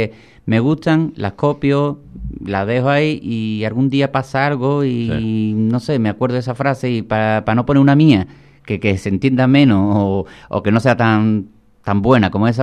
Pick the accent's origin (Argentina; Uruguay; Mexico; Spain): Spain; Villamartín, Andalusia; born there; ¿Pero tú dónde naciste? En Cádiz. ¿Pero en Cádiz? No, en Villamartín, que está al lado de Sevilla.